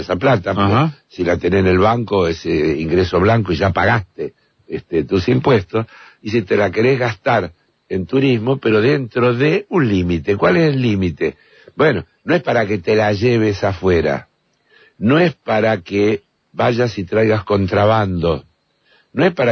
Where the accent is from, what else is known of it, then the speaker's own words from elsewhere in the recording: Argentina; ¿cuántos somos los argentinos?